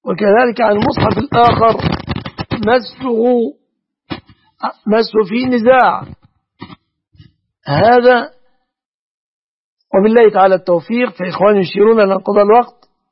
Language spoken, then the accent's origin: Arabic; Egypt